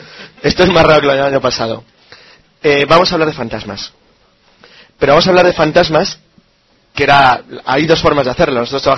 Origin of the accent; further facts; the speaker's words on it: Santander, Cantabria, Spain; La verdad es que estoy muy a gusto volviendo a Santander, la lluvia, tal, está bien. Es mi tierra, al fin y al cabo.